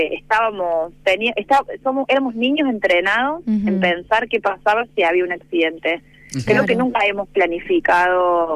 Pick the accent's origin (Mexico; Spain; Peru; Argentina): Argentina; Río Tercero, Córdoba; para quienes somos de Río Tercero, es como un chiste cotidiano